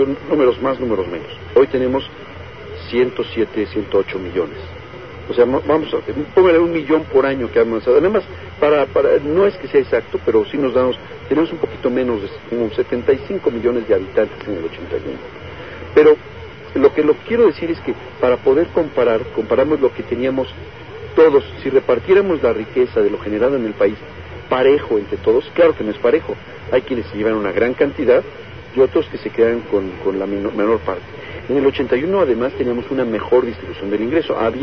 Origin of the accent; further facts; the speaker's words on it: Mexico; perdimos como mexicanos la tercera parte de nuestra generación de riqueza.